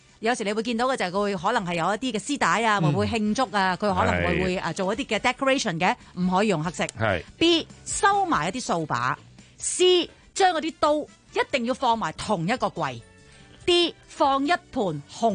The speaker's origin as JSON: {"language": "Cantonese", "country": "China", "said": "我哋中国人好迷信啊"}